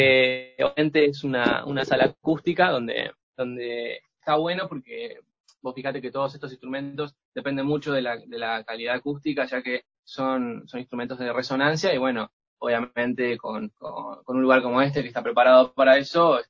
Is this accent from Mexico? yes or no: no; Argentina; yo llego justo el día que cierran la frontera en mi país, en Argentina